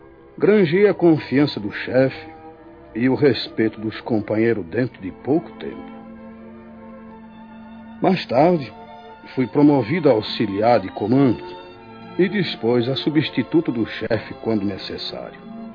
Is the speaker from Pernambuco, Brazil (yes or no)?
yes; Recife, Pernambuco, Brazil; para o Recife, minha terra natal.